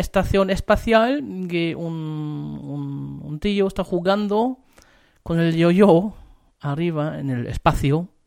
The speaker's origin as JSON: {"language": "Spanish", "country": "Germany", "second_language": "Spanish", "lives_now": "Chile", "said": "Soy alemán y normalmente la gente dice aquí en Chile, los alemanes no saben hacer asado."}